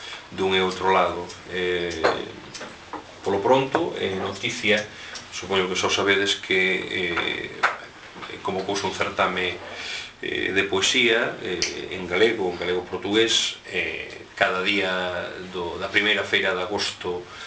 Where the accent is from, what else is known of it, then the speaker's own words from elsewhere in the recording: Allariz, Galicia, Spain; eu son de Allariz, xa comentastes, iso é inevitable. Mas tamén teño unha parte familiar na Limia, en concreto na Pereira, concello de Regui de Veiga.